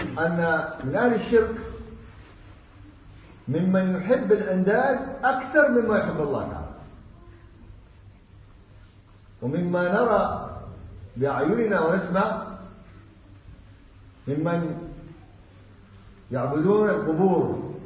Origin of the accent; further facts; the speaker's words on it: Yemen; also born or lived in Saudi Arabia; نعم أنا جاي من السعودية، إيش فيها؟ أنا أصلي يمني، قلت أنا جاي من اليمن أول قبل السعودية.